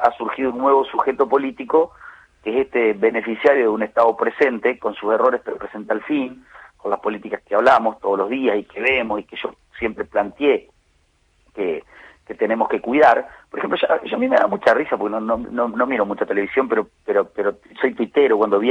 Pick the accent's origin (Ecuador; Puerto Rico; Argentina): Argentina; Villaguay, Entre Ríos; Sí, sí, acá en la plaza de mi pueblo también estuvo.